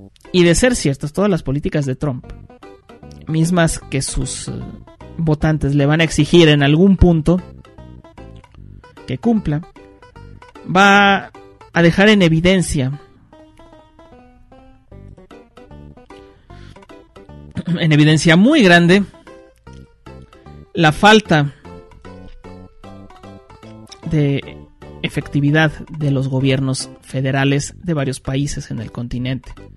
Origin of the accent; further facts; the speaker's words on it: Mexico; yo como mexicano digo, no nos vayamos tan lejos